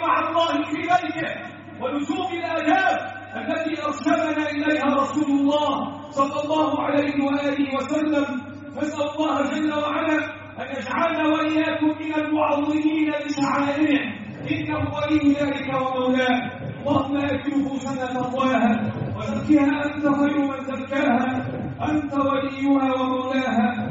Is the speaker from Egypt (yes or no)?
yes; Egypt; اللهم احفظ بلدنا مصر وسائر بلاد